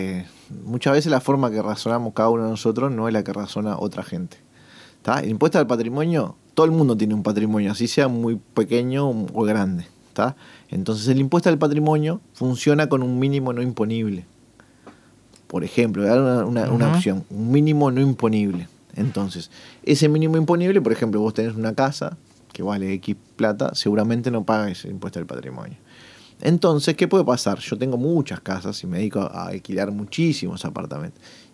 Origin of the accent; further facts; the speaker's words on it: Uruguay; yo soy uruguayo